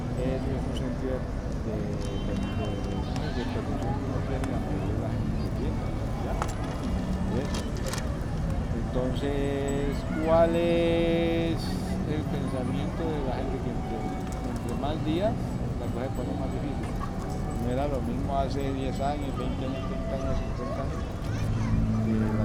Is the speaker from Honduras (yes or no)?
no; Cali, Valle del Cauca, Colombia; also born or lived in Santander; Yo soy de aquí, Cali. No, yo soy de Santander del Sur.